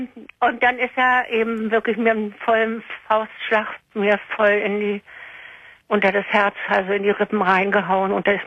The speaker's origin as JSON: {"language": "German", "region": "Berlin", "country": "Germany", "said": "weil ich bin ja eigentlich Berlinerin."}